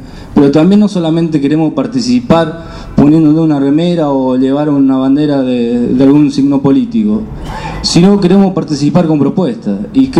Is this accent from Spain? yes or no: no; northern Argentina, Argentina; como ciudadanos argentinos y de la parte norte del país, ese norte tan olvidado pero a la vez tan explotado en recursos naturales